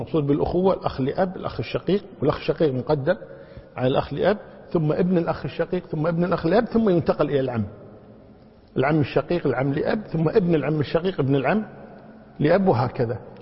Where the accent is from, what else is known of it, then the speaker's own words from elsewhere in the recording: Kuwait; عندنا في الكويت هنا البنوة مقدمة على الأبوة